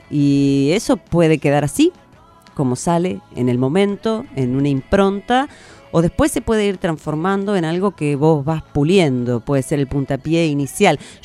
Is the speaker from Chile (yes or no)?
no; Buenos Aires, Argentina; now in La Plata, Argentina; trabajé mucho en extensión cultural en Buenos Aires, porque yo soy porteña y después me vine a vivir acá a La Plata.